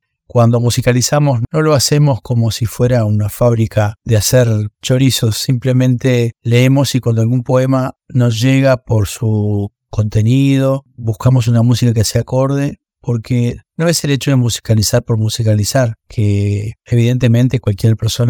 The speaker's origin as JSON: {"language": "Spanish", "region": "Montevideo", "country": "Uruguay", "tie": "born there", "said": "Yo nací en Montevideo, pero soy de raíces duraznenses."}